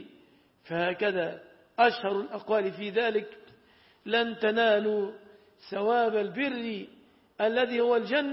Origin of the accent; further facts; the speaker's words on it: Egypt; فعلى ما تعودنا عندنا في مصر